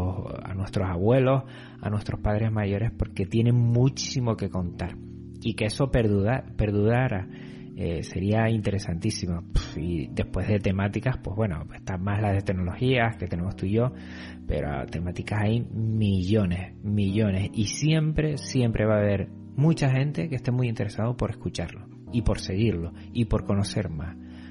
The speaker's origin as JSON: {"language": "Spanish", "region": "Canary Islands", "country": "Spain", "said": "Yo soy canario de las Islas Canarias y resido en medio del Atlántico."}